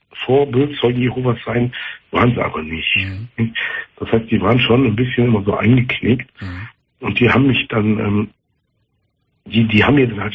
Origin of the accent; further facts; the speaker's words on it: North Rhine-Westphalia, Germany; ich komme aus dem Kölner Raum